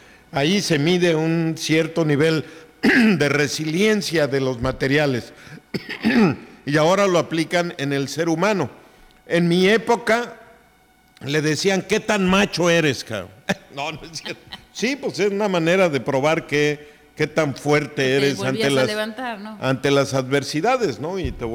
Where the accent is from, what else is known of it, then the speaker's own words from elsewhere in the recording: Oaxaca, Mexico; pero sí soy oaxaqueño a mucho orgullo.